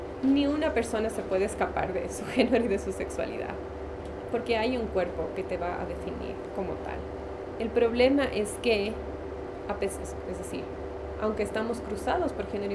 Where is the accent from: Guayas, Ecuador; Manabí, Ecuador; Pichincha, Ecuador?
Pichincha, Ecuador; Quito; born there; also born or lived in United States; soy ecuatoriana quiteña de nacimiento, pero he vivido mucho tiempo entre Estados Unidos y Ecuador.